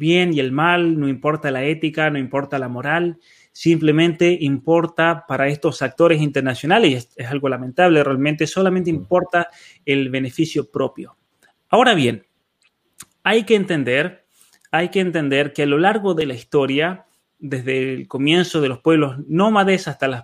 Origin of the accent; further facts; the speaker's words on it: Barreal, San Juan, Argentina; tengo conocimiento directo de compañías mineras que venían a mi pueblo, a Barrea